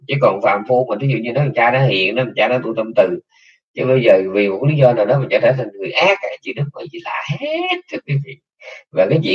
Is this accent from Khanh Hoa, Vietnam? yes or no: yes; Nha Trang, Khanh Hoa, Vietnam; also born or lived in Cam Ranh; quê tôi đẻ ở Nha Trang, cái tôi bỏ Nha Trang tôi qua bên bên Cam Ranh tôi ở